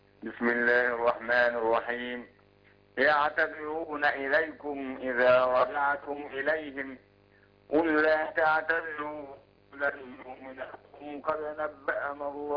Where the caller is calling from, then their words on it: Beheira, Egypt; من البحيرة.